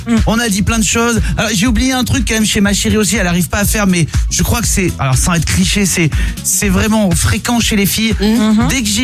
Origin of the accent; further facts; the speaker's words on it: Chorges, Provence-Alpes-Côte d'Azur, France; Alors, Chorges. Alors, voilà, je viens des Hautes-Alpes. C'est ouais, vraiment des tout petits endroits. Il n'y a pas beaucoup d'habitants. Mes parents vivent encore là-bas.